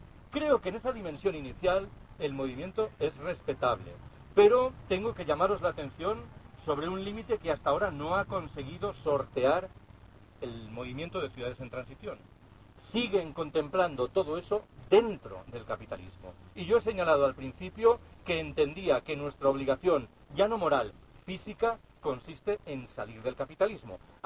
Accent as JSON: {"language": "Spanish", "region": "Galicia", "country": "Spain", "said": "Repito que yo soy gallego."}